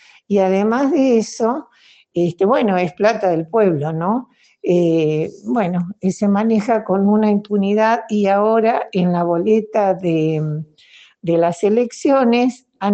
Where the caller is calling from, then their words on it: Rawson, Chubut, Argentina; de Rawson Chubut y quería comentarles que en el día de ayer